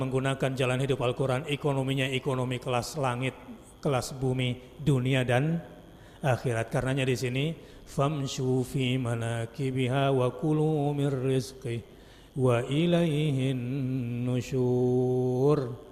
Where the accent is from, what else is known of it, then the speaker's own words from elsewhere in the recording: Jakarta, Indonesia; Saya orang Jakarta